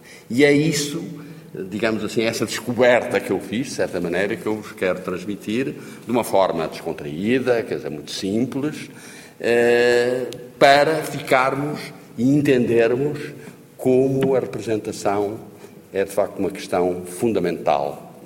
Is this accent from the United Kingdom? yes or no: no; Norte, Portugal; estou a falar para gente do Norte, de onde eu sou, do Porto, onde eu estudei